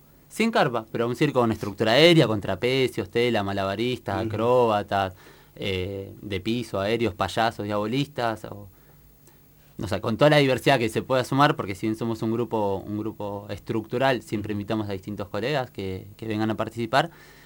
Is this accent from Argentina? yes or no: yes; Tierra del Fuego, Argentina; yo soy de Tierra del Fuego particularmente